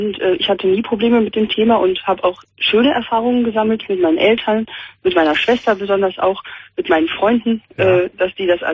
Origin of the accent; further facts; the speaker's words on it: Cologne, North Rhine-Westphalia, Germany; ich komme ja auch aus Köln